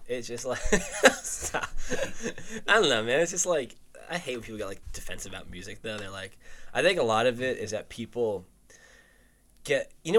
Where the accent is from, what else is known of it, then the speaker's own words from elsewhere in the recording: New Jersey, United States; I was an intern at CBS a few years ago, and because I was from New Jersey